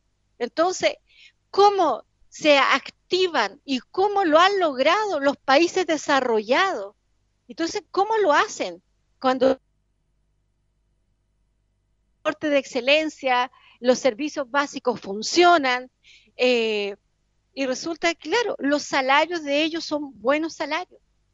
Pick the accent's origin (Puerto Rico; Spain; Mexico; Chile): Chile; para el mundo, para el exterior, Chile somos los jaguares